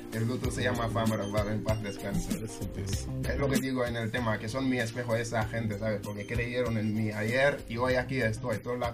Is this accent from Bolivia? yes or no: no; Senegal; Spanish is a second language; Yo soy de Senegal, rapeo en Wolof.